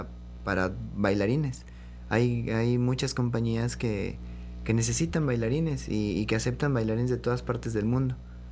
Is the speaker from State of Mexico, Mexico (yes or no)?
yes; Los Reyes La Paz, State of Mexico, Mexico; Fui al municipio de donde yo soy de Los Reyes, La Paz.